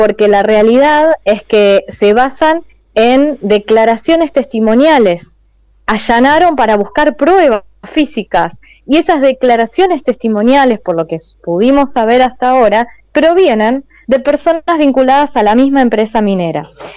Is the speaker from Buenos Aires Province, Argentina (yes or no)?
no; Andalgalá, Catamarca, Argentina; soy de Andalgalá, soy de la Asamblea, estoy en este momento fuera de Andalgalá